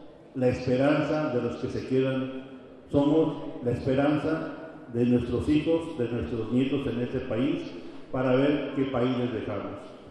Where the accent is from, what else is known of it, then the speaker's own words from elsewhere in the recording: Mexico; nosotros como seres humanos, como mexicanos, no podíamos fallarnos.